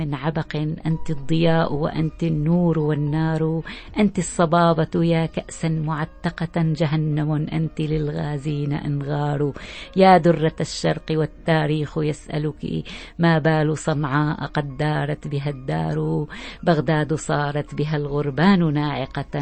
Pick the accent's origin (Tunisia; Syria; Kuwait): Syria; فأنا كسورية لي الفخر أن أقول أنا سورية بكل المحافل الدولية